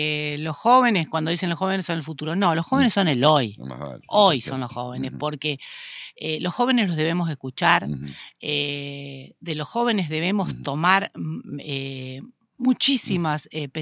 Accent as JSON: {"language": "Spanish", "town": "Concordia", "region": "Entre Ríos", "country": "Argentina", "tie": "born or raised there", "said": "Yo hace 61 años nací en Concordia, me desarrollé en Concordia, vivo en Concordia, Concordia es mi ciudad."}